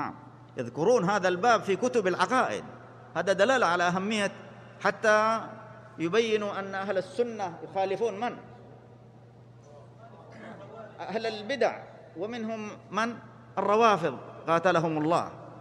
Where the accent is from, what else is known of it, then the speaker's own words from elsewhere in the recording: Saudi Arabia; بلادنا المملكة العربية السعودية